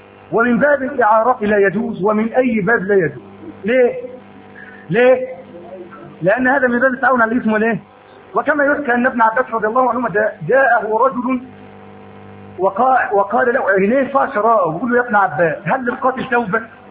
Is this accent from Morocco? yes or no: no; Egypt; كان الحرر الاجتماعي عندنا في مصر